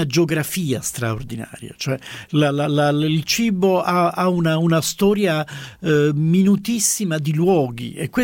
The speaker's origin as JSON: {"language": "Italian", "town": "Palermo", "region": "Sicily", "country": "Italy", "said": "io sono palermitano"}